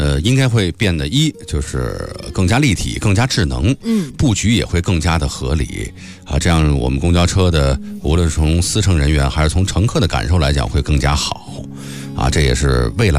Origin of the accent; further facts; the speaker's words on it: Beijing, China; 现在不管是新文化街还是铜陵阁路啊，那片都是我长大的地方